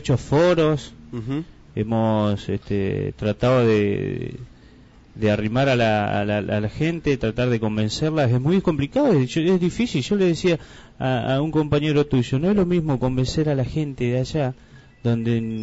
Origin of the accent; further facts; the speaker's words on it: Santa Cruz, Argentina; Yo soy de La Cera, Santa Cruz. Estoy residiendo ahí